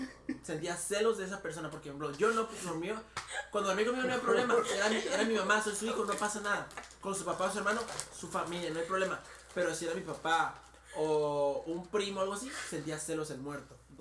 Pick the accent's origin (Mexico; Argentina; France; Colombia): Mexico; Morelos; Digo, yo soy de Morelos.